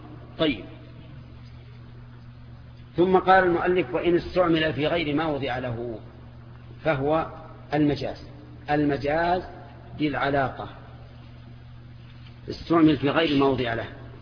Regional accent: Najd, Saudi Arabia; أما عندنا في نجد فالشاة هي الأنثى من الضأن

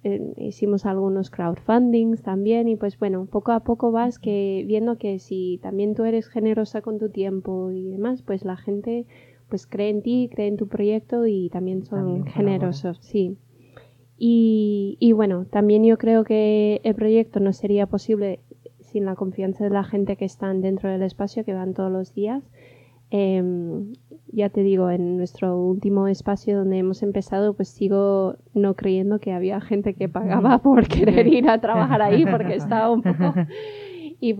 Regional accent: United States; Spanish is a second language; como soy de Estados Unidos

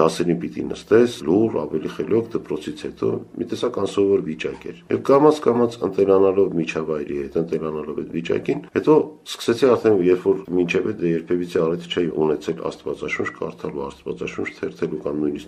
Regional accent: Sevan, Gegharkunik, Armenia; born there; ես ծնունդով Սևանից եմ, եւ գործում էր որպես ընդհանուր թանգարան

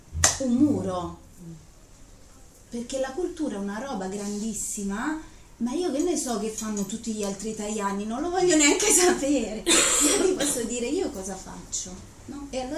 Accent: Bergamo, Lombardy, Italy; Io che vengo da Bergamo, tutti i bergamaschi abbiamo la stessa camicetta

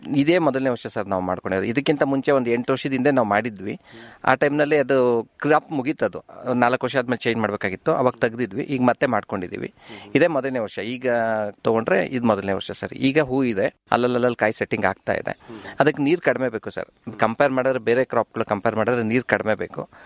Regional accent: Ramanagara, Karnataka, India; ನಾವು ಹುಟ್ಟಿದ್ದು ಬೆಳೆದಿದ್ದೆಲ್ಲ ರಾಮನಗರ.

